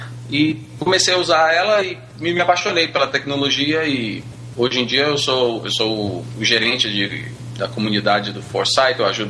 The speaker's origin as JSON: {"language": "Portuguese", "country": "Brazil", "moved": "yes", "lives_now": "United States", "said": "sou brasileiro, moro nos Estados Unidos há 20 anos."}